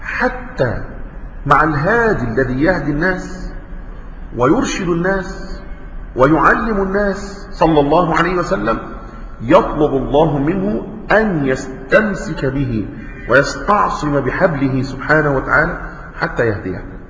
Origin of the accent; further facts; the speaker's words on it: Egypt; بعض الناس المشهورين عندنا كمصريين